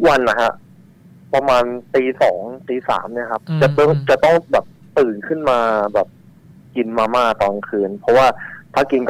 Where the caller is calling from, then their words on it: Bangkok, Thailand; กรุงเทพครับ